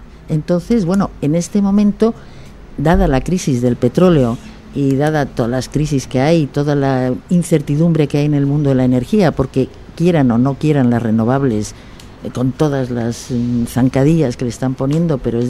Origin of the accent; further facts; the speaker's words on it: Bolivia; yo soy boliviana